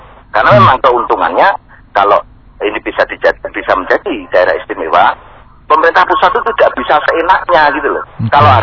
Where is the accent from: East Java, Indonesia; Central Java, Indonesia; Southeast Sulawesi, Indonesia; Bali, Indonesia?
Central Java, Indonesia; Surakarta; born there; Saya juga kelahiran Surakarta.